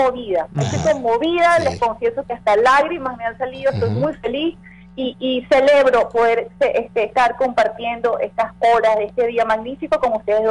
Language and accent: Spanish; Venezuela; los grandes ganadores somos los venezolanos que queremos vivir en paz.